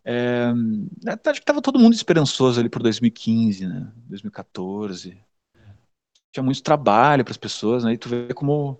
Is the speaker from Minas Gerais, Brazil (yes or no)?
no; Porto Alegre, Rio Grande do Sul, Brazil; now in São Paulo, Brazil; sou de Porto Alegre, não falei, enfim, mas eu sou de Porto Alegre, vim para São Paulo, 2010, 2011. E em 2015, 2015 para 2016, mudei pro centro